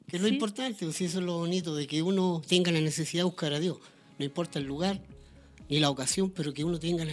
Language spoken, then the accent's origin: Spanish; Chillán, Ñuble, Chile; soy de acá de Chillán, pero yo me congrego en Coihueco.